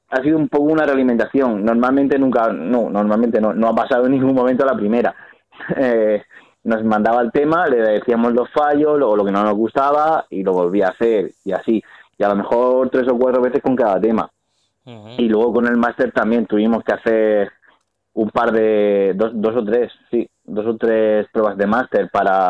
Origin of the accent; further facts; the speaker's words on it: Murcia, Region of Murcia, Spain; nosotros somos de Murcia y él tiene el estudio en Bilbao